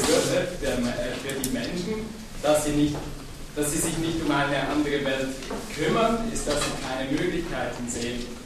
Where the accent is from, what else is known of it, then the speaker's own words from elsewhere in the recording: Switzerland; ich komme ja aus der Schweiz